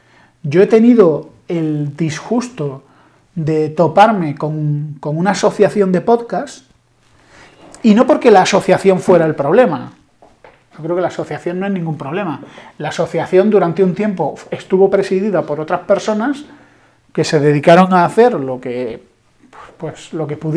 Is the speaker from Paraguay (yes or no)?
no; Spain; yo soy español, intento sentirme orgulloso de ser español, me gusta la historia de mi país